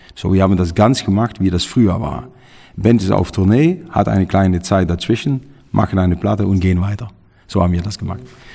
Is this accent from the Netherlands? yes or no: yes; Netherlands; German is a second language; haben wir ein großes Konzert gegeben bei uns in Holland im Tilburg